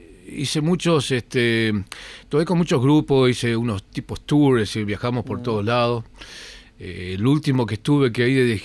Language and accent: Spanish; Montevideo, Uruguay; moved away; De Montevideo, sí, nací en Montevideo.